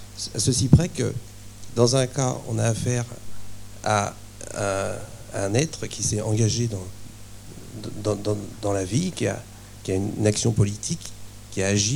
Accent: Nouvelle-Aquitaine, France; je suis de Charente

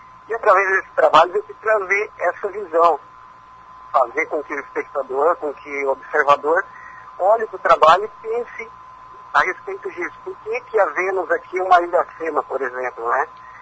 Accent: Foz do Iguaçu, Paraná, Brazil; eu faço questão de dizer que eu sou de Foz do Iguaçu, né?

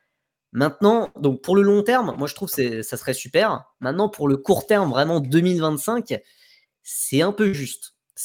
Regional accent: France; ce qui m'embête un peu en tant que Français

